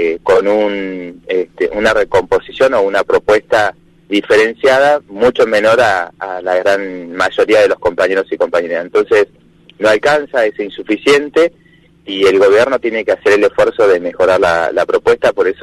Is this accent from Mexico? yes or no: no; Sierra Grande, Río Negro, Argentina; en la parte de donde soy yo, de Sierra Grande, la zona rural de Pailemán, Los Berros, Icona, Ventana